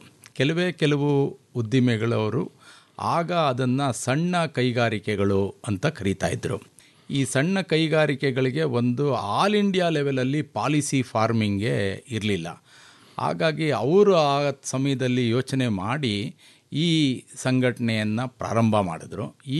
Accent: Channakeshavapura, Karnataka, India; ನಾನು ತುಮಕೂರು ಜಿಲ್ಲೆ ಪಾವಗಡ ತಾಲೂಕು, ಚನ್ನಕೇಶವಪುರ ಅಂತ ನಮ್ಮ ಗ್ರಾಮ. ಸುಮಾರು ಬೆಂಗಳೂರಿಂದ 180-190 ಕಿಲೋಮೀಟರ್ ದೂರದಲ್ಲಿದೆ.

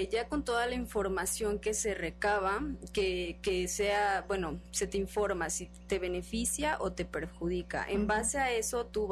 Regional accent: Veracruz, Mexico; yo soy de Veracruz, aprovechando que tenemos, por ejemplo, el mar

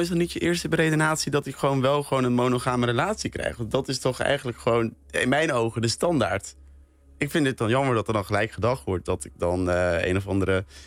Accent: Urk, Flevoland, Netherlands; Ik kom zelf van Urk. En dat is best wel een christelijk dorp. En heel erg behouden ook.

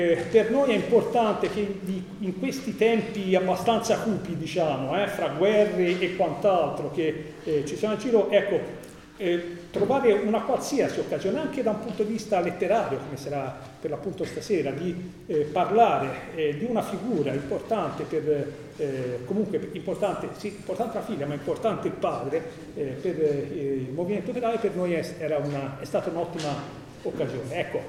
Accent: Livorno, Tuscany, Italy; sono livornese anch'io tra l'altro, da Livorno siamo partiti per fare questa iniziativa qui questa sera

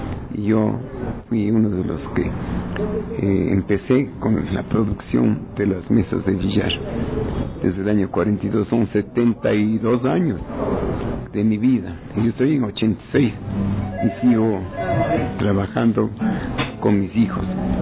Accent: Quito, Pichincha, Ecuador; moved away; also born or lived in Guaranda; Yo nací en Guaranda y a los 8 años ya me mandaron a Quito. Así que crecí en Quito solo.

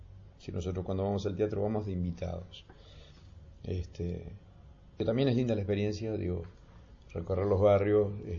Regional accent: Montevideo, Uruguay; Yo soy del Cerro de Montevideo

